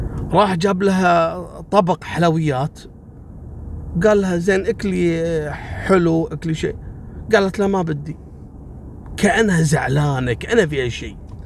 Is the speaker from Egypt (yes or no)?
no; Kuwait; اللي هو الأريال اللي عندنا في الكويت يلقط القناة العراقية أقرب شيء صوبنا.